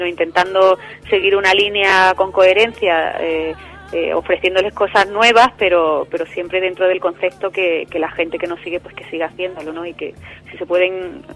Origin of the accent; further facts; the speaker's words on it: Málaga, Andalusia, Spain; Mi tierra.